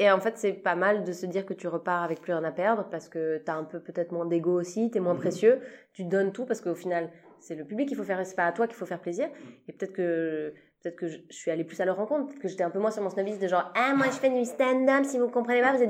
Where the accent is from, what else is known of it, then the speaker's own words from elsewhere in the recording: Switzerland; Donc moi je suis suisse, j'ai commencé ma carrière en Suisse et j'ai toujours d'ailleurs une carrière en Suisse.